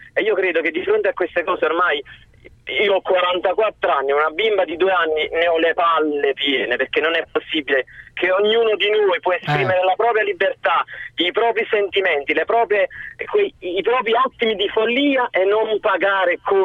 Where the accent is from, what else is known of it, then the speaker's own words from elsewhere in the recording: Avellino, Campania, Italy; perché io sono di Avellino, quindi ogni tanto mi passa.